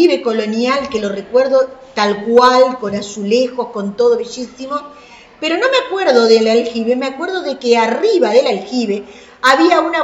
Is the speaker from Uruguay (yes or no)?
yes; Paysandú, Uruguay; Y como soy de Paysandú